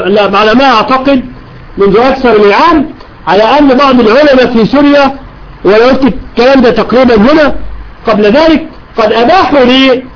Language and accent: Arabic; Egypt; العملية مش هوج موج زي ما يقول عندنا في مصر